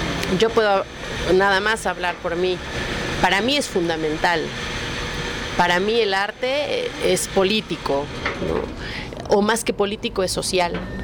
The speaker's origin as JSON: {"language": "Spanish", "country": "Mexico", "said": "también soy una ciudadana, también soy una mexicana lastimada, profundamente herida, profundamente indignada"}